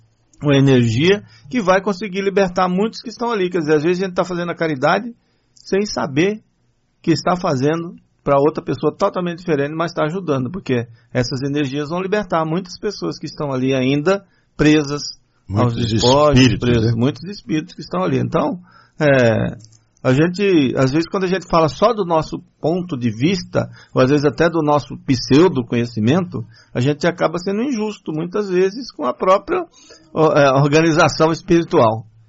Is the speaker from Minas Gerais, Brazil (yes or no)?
no; Patamutã, Bahia, Brazil; Na minha terra ninguém é proibido. Não, outra coisa é o seguinte. Estou falando lá em Patamutã, né? Porque na Bahia, no começo eles entraram em horário de verão algumas vezes.